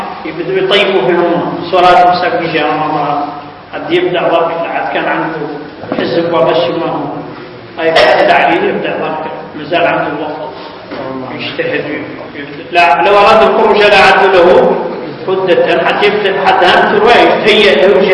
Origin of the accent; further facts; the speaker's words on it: Mauritania; خاصة نحن موريتاني دائما عندنا اسم مركب